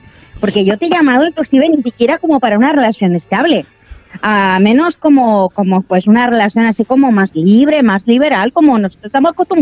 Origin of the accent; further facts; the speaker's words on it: Spain; Yo soy de España.